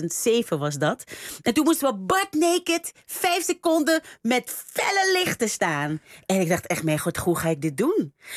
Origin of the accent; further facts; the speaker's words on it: Suriname; we worden opgevoed, ik kom uit Suriname, en we worden opgevoed, doe maar normaal.